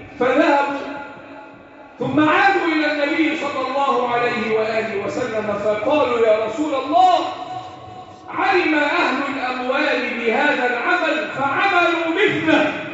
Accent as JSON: {"language": "Arabic", "country": "Egypt", "said": "اللهم احفظ بلدنا مصر وسائر بلاد"}